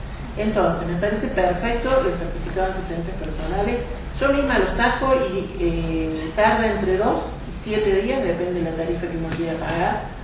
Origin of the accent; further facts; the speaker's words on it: Capilla del Monte, Córdoba, Argentina; Soy de Capilla del Monte desde toda la vida. Elegí quedarme acá.